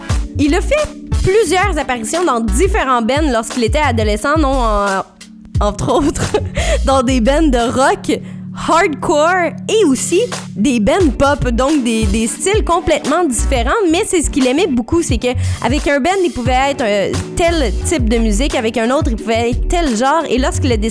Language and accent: French; Bronx, New York, United States; Donc, on a grandi dans le Bronx.